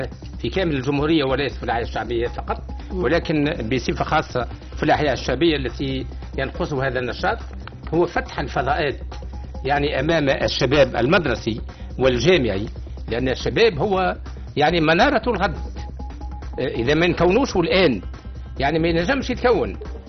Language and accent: Arabic; Tunisia; نعتقد أن الفترة التي نعيشها كتونسيين لازالت مضطربة بعض الشيء